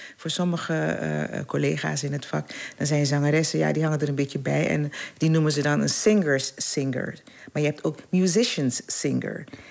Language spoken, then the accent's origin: Dutch; Paramaribo, Suriname; born there; Ik ben geboren in Paramaribo en daar was ze even populair als hier.